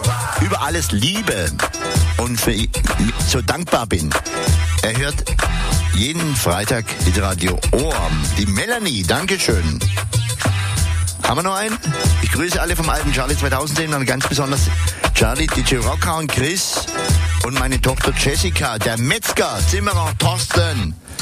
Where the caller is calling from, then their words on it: Bärental, Baden-Württemberg, Germany; Ich komme aus Bärental im schönen Schwabenlande.